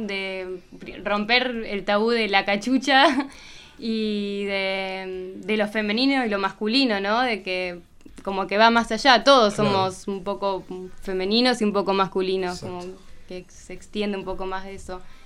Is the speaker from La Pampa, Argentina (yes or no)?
yes; La Pampa, Argentina; nosotras somos de La Pampa y nos criamos en un campito, medias, en una chacra, apartadas de todo